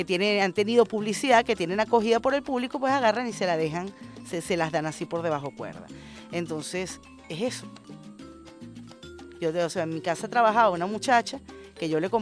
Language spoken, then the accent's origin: Spanish; Venezuela; nosotros como venezolanos y venezolanas